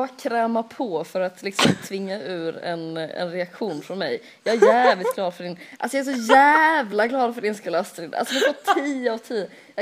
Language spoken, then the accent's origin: Swedish; Lund, Skåne, Sweden; Jag kommer från Lund